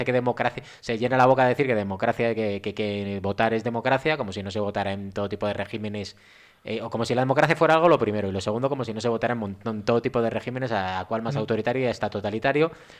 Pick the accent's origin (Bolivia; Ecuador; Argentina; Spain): Spain; A mí, como español de pro, hay cosas que verdaderamente me preocupan más.